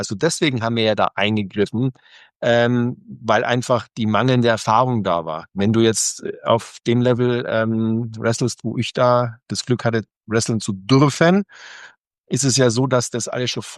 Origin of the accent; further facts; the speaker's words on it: Germany; Ich bin Deutscher und das ist mein Heimatland